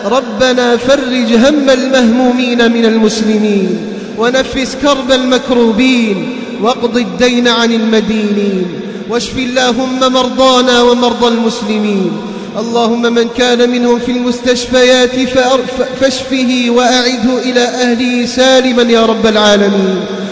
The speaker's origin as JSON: {"language": "Arabic", "country": "Algeria", "said": "اللهم احفظ بلدنا الجزائر من كل فتنة"}